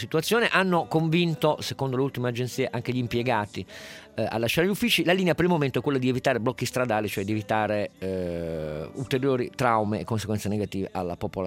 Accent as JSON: {"language": "Italian", "region": "Piedmont", "country": "Italy", "said": "Io ricordo che da piemontese"}